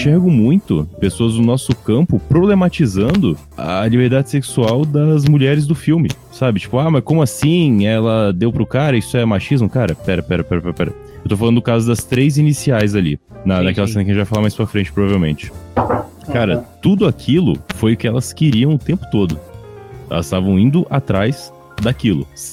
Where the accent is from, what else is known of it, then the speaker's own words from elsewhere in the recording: São Paulo, Brazil; No caso, pra eu que sou lá de São Paulo